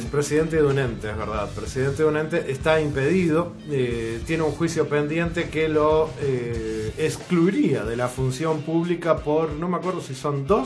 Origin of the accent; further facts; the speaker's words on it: Uruguay; no nos toca a nosotros que somos europeos, a los uruguayos